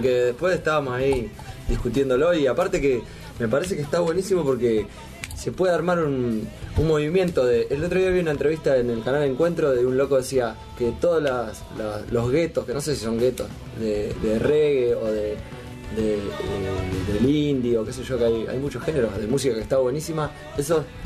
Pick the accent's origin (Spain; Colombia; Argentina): Argentina; Necochea, Buenos Aires Province; La banda surge en Necochea, nosotros somos de Necochea, ¿no? Los hermanos.